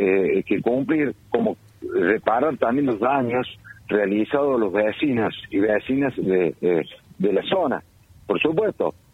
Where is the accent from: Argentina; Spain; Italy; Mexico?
Argentina; La Calera, Córdoba; yo soy de Calera y sé, he nacido con las canteras